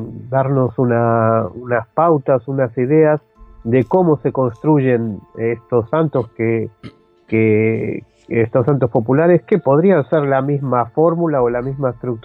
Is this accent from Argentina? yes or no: yes; Argentina; born there; en un viaje a Argentina, donde yo nací